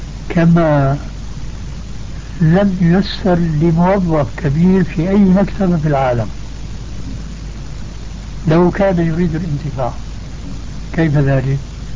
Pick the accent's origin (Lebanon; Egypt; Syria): Syria; يقولوا عندنا في الشام